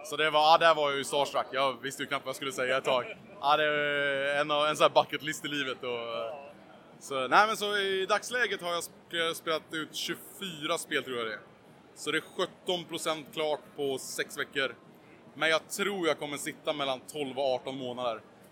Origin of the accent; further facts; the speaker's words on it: Sweden; jag är en svensk kille som sitter och spelar Gameboy på Twitch